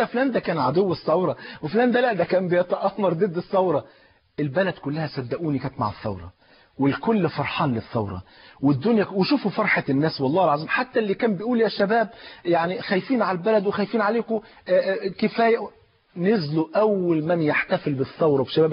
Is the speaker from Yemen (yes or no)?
no; Egypt; احنا نفسنا كمصريين